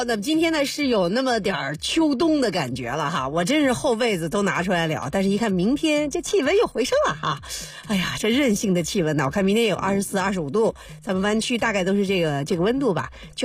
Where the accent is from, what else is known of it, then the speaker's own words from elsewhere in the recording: Beijing, China; 我这个祖籍江苏但是在北京长大的人